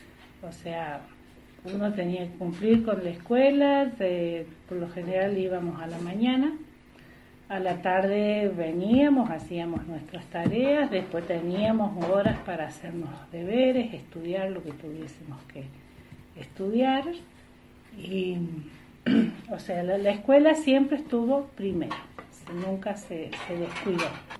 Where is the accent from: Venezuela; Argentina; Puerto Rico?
Argentina; Los Hornillos, Córdoba; Bueno, yo nací acá en Los Hornillos, mi mamá también es oriunda de acá de Los Hornillos. Siempre hemos vivido acá en esta zona, en este barrio.